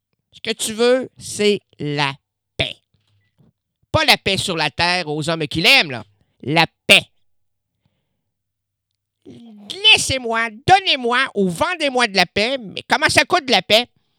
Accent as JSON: {"language": "French", "town": "Quebec City", "region": "Quebec", "country": "Canada", "tie": "born there", "said": "moi, je suis né à Québec."}